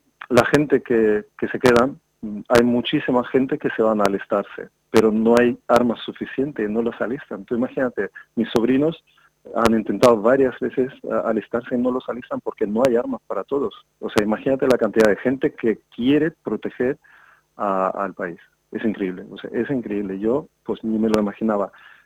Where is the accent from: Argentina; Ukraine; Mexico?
Ukraine; Nosotros pensábamos que somos de Ucrania como que somos Que no importamos a nadie